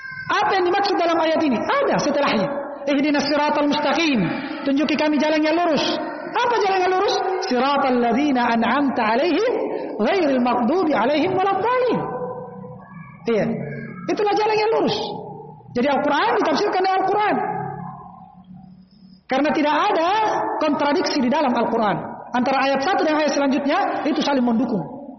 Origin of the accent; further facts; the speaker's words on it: Kajang, South Sulawesi, Indonesia; Dan ini banyak di kampung saya di Kajang, banyak orang menafsirkan pakai bahasa Konjo.